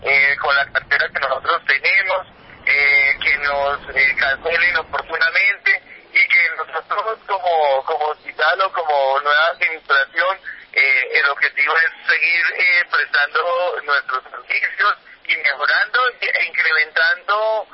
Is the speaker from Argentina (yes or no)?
no; Boyacá, Colombia; yo vengo de Boyacá, no tengo ningún compromiso político